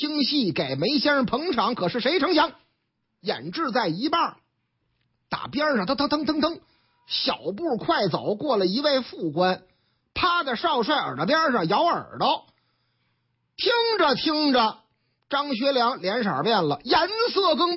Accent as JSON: {"language": "Chinese", "region": "Northeast China", "country": "China", "tie": "born or raised there", "said": "我老家东北"}